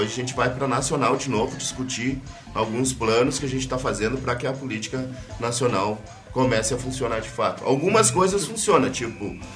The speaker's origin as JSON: {"language": "Portuguese", "town": "Passo Fundo", "region": "Rio Grande do Sul", "country": "Brazil", "lives_now": "Porto Alegre, Brazil", "said": "a gente não é de Porto Alegre, a gente é de Passo Fundo."}